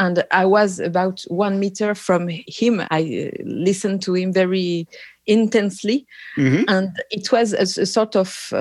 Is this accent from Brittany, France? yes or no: yes; Brittany, France; English is a second language; also born or lived in Nantes; I grew up in the west coast of France, in Bretagne. The town is... I was born in Nantes.